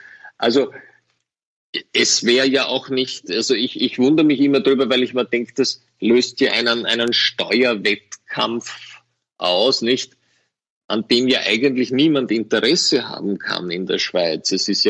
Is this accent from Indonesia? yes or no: no; Austria; und als Österreicher darf ich sowas sagen